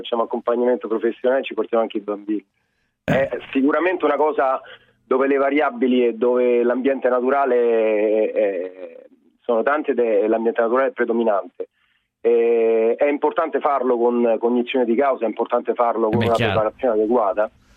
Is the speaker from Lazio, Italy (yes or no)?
yes; Rome, Lazio, Italy; Io sono di Roma.